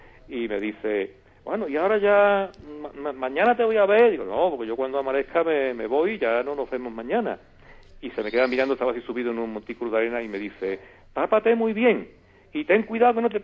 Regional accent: Seville, Andalusia, Spain; voy a empezar por la negativa, que fue en mi tierra. El único punto así que me sentí mal, ¿no? Llegando ya a Sevilla, muy cerca del río

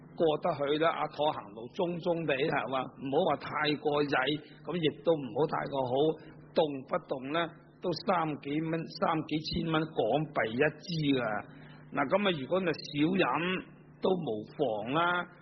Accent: China; 因為我哋中國人有啲咁樣嘅

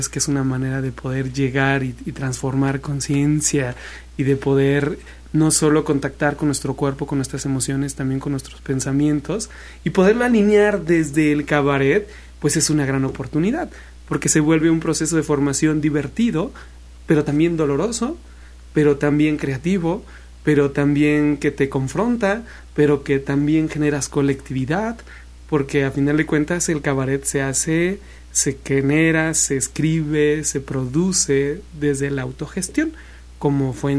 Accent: Mexico City, Mexico; Yo soy de Ciudad de México.

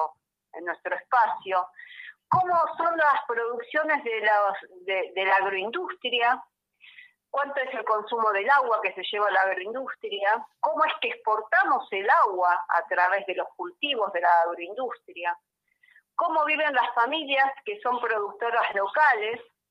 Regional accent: Buenos Aires, Argentina; yo soy de Buenos Aires

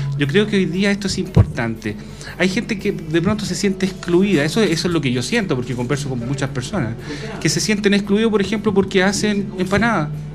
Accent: Cajón del Maipo, Santiago Metropolitan Region, Chile; Yo soy una persona del Cajón del Maipo, donde por fuera de mi casa corría el famoso tren militar, la panchita que le llamaban, ¿ah? Y también corría el automotor. Eso fue mi imagen de niño

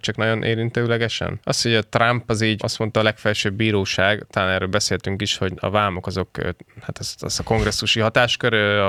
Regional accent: Hungary; born there; Magyarországába születtem. Igen, tehát hogy azért panaszkodunk itt tényleg.

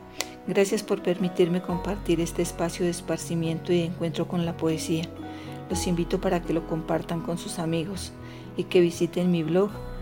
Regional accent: La Calera, Cundinamarca, Colombia; soy de La Calera y hoy les compartiré algunos versos desde el encierro

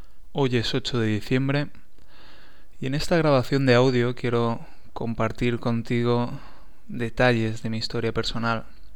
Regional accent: Valencia, Valencian Community, Spain; born there; Nací en 1975 en Valencia, en España

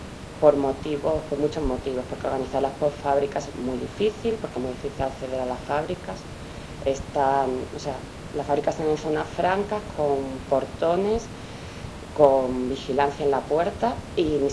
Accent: Seville, Andalusia, Spain; moved away as an adult; now in El Salvador; llevo 4 años en El Salvador, aunque soy de Sevilla.

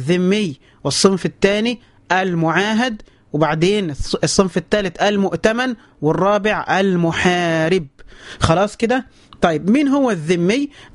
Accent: Egypt; النصارى عندنا في مصر هم أهل الذمة

